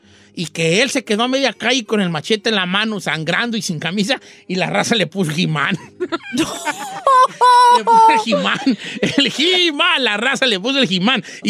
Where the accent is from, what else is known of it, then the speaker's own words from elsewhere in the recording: Michoacán, Mexico; yo soy de Michoacán y en de donde yo soy, allá el mole es picoso.